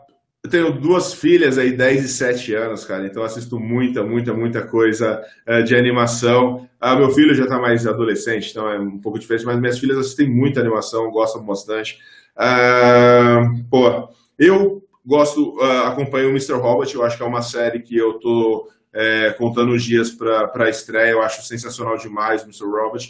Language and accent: Portuguese; São Paulo, Brazil; eu cresci em periferia aqui em São Paulo.